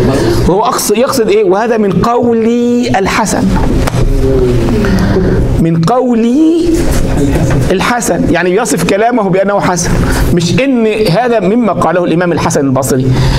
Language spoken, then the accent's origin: Arabic; Egypt; زي عندنا مرة الكلام ده في الثمانينات، عندنا في مصر